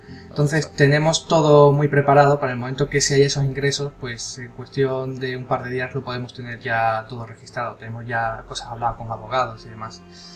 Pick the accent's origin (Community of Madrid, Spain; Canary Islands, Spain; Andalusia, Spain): Andalusia, Spain; Seville; nosotros somos de Sevilla